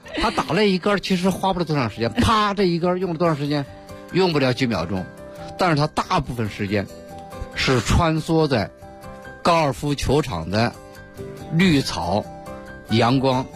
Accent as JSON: {"language": "Chinese", "region": "Beijing", "country": "China", "said": "尤其是我们北京人啊"}